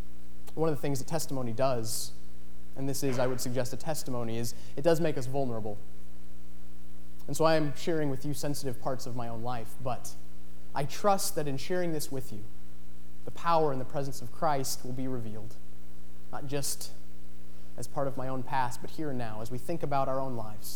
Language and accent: English; Ashland, Oregon, United States; Like I said, I was born in Ashland, and raised in a loving and caring family, a very religious family.